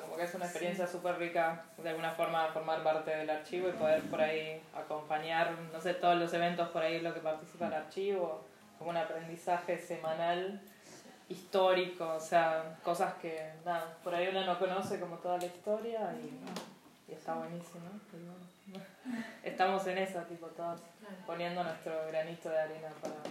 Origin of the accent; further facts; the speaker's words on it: Tucumán, Argentina; yo en realidad vengo de Tucumán, así que estoy hace unos meses acá